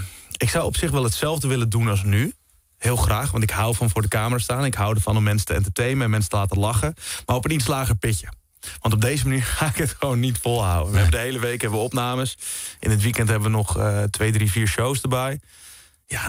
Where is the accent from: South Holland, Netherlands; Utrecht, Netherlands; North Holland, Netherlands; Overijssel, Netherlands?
North Holland, Netherlands; Beverwijk; Ik kom uit oorspronkelijk Beverwijk.